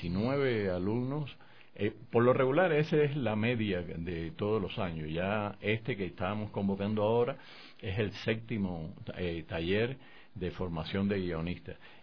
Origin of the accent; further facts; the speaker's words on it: Matanzas, Cuba; Pero mi pueblo, un pequeño pueblo de la provincia de Matanzas en Cuba, llegó un sacerdote canadiense